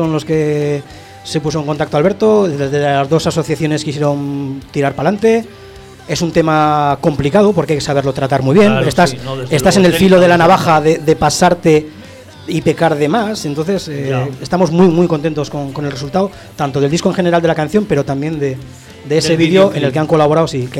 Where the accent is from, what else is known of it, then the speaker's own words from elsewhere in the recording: La Rioja, Spain; Somos riojanos, que somos tres